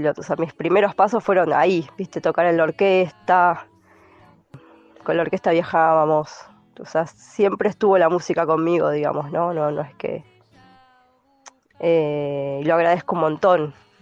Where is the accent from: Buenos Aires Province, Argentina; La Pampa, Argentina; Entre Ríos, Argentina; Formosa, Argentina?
Buenos Aires Province, Argentina; La Plata; Yo soy nacida, criada en La Plata.